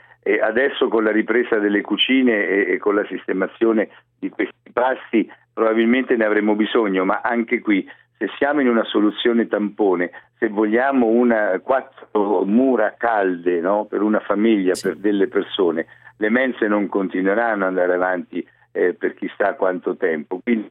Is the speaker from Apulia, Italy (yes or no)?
no; Marche, Italy; lo dico anche da marchigiano, da persona che è attaccata alla terra